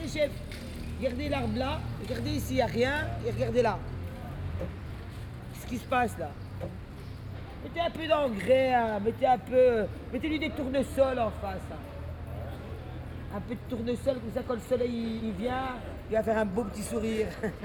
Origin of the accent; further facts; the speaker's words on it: Brussels, Brussels-Capital Region, Belgium; Je suis bruxelloise, moi je suis né ici à Bruxelles, ma famille c'est à Stalingrad.